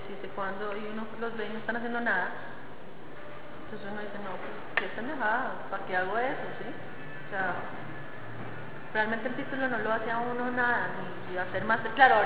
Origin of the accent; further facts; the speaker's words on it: Colombia; me lo merezco como ciudadana colombiana